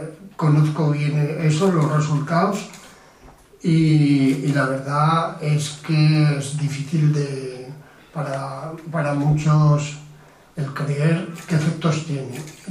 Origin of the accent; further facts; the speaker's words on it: Tauste, Aragon, Spain; yo soy de Tauste, que es una zona que ha habido miles de hectáreas de maíz